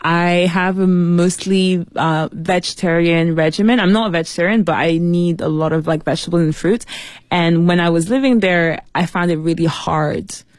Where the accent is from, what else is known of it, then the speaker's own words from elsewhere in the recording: Paris, Île-de-France, France; also born or lived in New York; my parents are from Congo, but I was born in Paris. And when I was maybe 6 months, I moved to New York. And so from then onwards, I was kind of doing back and forth between Paris and New York. Then I came back to Paris for good to finish high school.